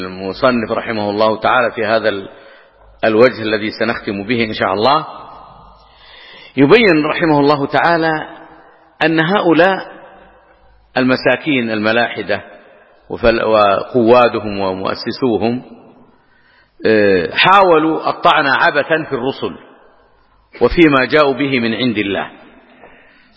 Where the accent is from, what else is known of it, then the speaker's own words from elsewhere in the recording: Hejaz, Saudi Arabia; أو يسمونه عندنا في الحجاز مضير أو نحو ذلك